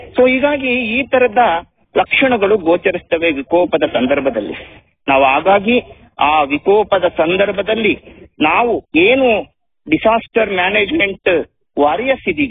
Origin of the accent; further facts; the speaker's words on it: Jinnenahalli, Karnataka, India; ನಾನು ಹಾಸನ ಜಿಲ್ಲೆಯವನೇ. ಹಾಸನ ಜಿಲ್ಲೆಯ ಚಂದ್ರಾಯಪಟ್ಟಣ ತಾಲೂಕಿನ ಹಿರಿಸಾವೆ ಹೋಬಳಿ ಜಿನ್ನೇನಹಳ್ಳಿ ಗ್ರಾಮದವನು. ಅಲ್ಲಿಯ ಒಂದು ರೈತ ಕುಟುಂಬದಿಂದ ಬಂದವನು.